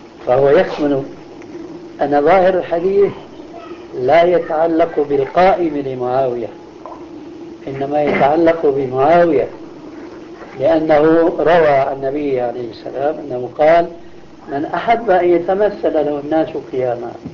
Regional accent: Damascus, Damascus Governorate, Syria; أنا دراستي النظامية لا تتعدى الدراسة الابتدائية، وكانت الدراسة يومئذ عندنا في دمشق 5 سنوات.

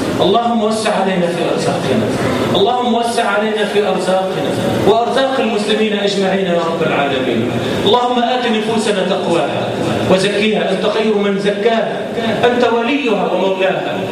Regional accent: Egypt; اللهم اجعل بلدنا مصر آمنة مطمئنة

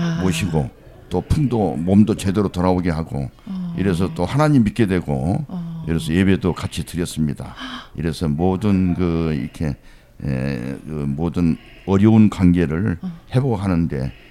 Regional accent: Hadong, South Gyeongsang, South Korea; born there; 저는 1942년 1월 9일 날 경상남도 악양군 하동군 악양면 배들이 지리산에서 태어나서

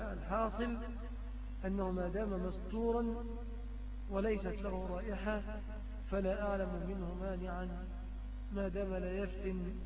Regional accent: Egypt; الشبكة بنعتبرها مهرا في بلادنا مصر بدليل الاتفاق عليها

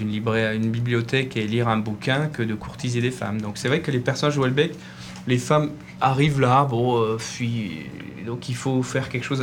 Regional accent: Southern Italy, Italy; Pourtant, je viens d'Italie, mais je disais au début de l'émission que il faut que les choses viennent des tripes. Et moi, même si je viens du sud de l'Italie

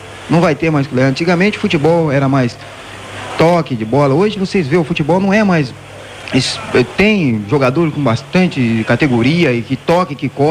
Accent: Brazil; mas como eu sou brasileiro, eu tinha que torcer

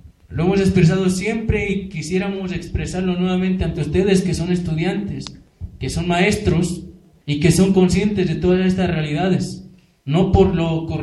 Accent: Guerrero, Mexico; porque somos guerrerenses, somos campesinos

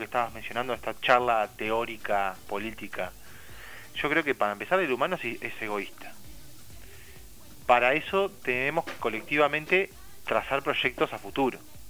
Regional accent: Uruguay; Yo no también soy uruguayo, o sea, me incluyo en eso.

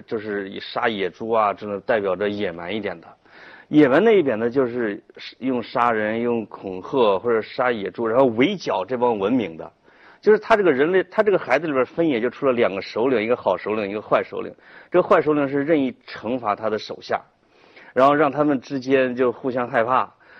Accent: Henan, China; accent: Henan; 但是我们河南话不叫牛逼，我们叫看着怪性啊。

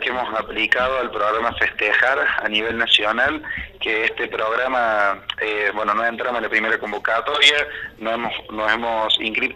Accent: Villa Allende, Córdoba, Argentina; Los que somos de Villa Allende sabemos que Villa Allende tiene vida propia.

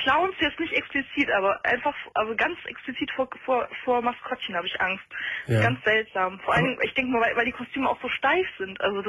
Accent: Rhineland, Germany; Ich bin aus dem Rheinland, ja

